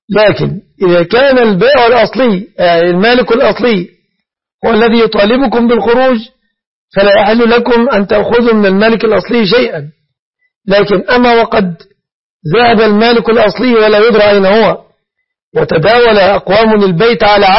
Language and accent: Arabic; Egypt; فلا أعلم في بلادنا مصر بنكا إسلاميا